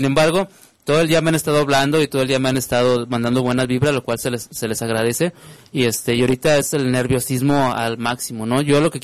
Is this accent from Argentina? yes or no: no; Monterrey, Nuevo León, Mexico; now in Guadalajara, Mexico; Soy regiomontano, soy de Monterrey por mucho orgullo, pero también soy tapatío por convicción